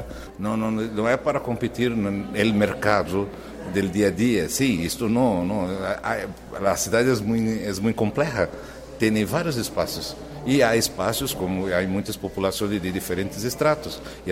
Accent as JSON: {"language": "Spanish", "country": "Brazil", "second_language": "Spanish", "said": "Soy ingeniero, vengo de Brasil"}